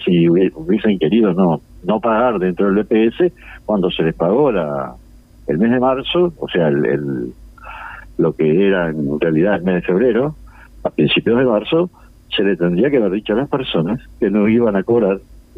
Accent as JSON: {"language": "Spanish", "region": "Montevideo", "country": "Uruguay", "said": "No olvido nunca, yo soy de Montevideo, trabajé en los pagos durante 28 años."}